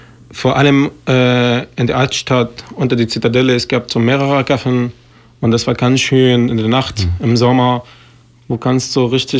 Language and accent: German; Aleppo, Aleppo Governorate, Syria; German is a second language; dass die Aleppo jetzt in meiner Stadt, wo ich geboren bin, aufgewachsen bin und alle meine Erinnerungen